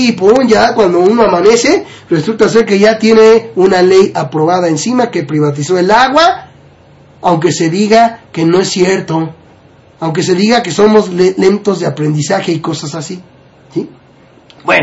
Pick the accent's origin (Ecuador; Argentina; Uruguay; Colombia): Argentina; now in Mexico; Pánico a las privatizaciones tengo, soy de Argentina y ya hemos pasado por esto.